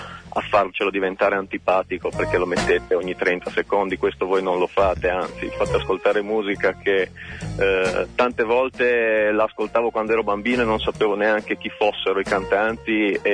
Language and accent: Italian; Finale Ligure, Liguria, Italy; now in Savona, Italy; Sono di Finale Ligure, ma vivo a Savona.